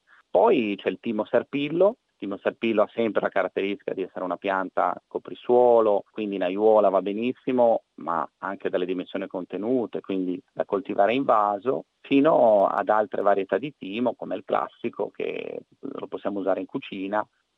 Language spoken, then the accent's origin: Italian; Liguria, Italy; Poi io vengo dalla Liguria, il ponente savonese rappresenta forse il distretto produttivo di piante aromatiche in vaso più importanti al mondo.